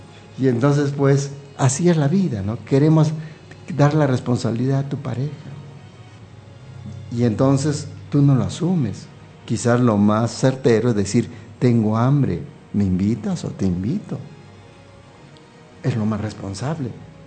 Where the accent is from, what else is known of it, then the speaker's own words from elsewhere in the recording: Peru; born there; moved away; also born or lived in Venezuela / United States; yo nací en el Perú, ¿no? Viví en Venezuela cerca de 10 años. Estuve en Estados Unidos también.